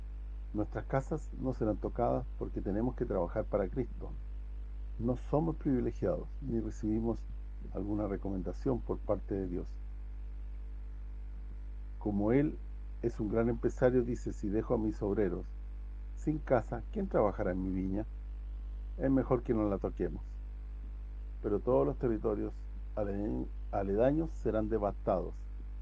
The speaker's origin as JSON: {"language": "Spanish", "country": "Italy", "said": "yo soy italiano hasta la médula, además de ser un ciudadano de la tierra."}